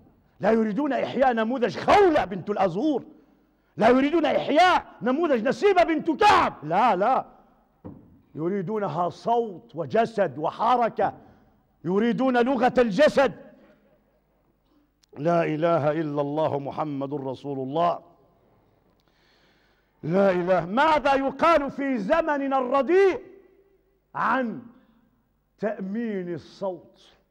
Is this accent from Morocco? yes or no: yes; Morocco; عندنا في المغرب دات مليار في 3 سوايع